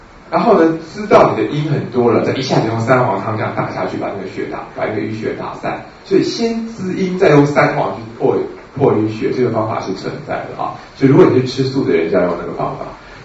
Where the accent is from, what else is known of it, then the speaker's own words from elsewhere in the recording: China; 如果我们中国人画一个老鹰爪子，